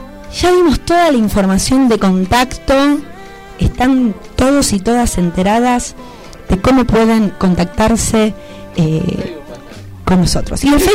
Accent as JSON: {"language": "Spanish", "country": "Argentina", "said": "esto que nos caracteriza como argentinos y argentinas"}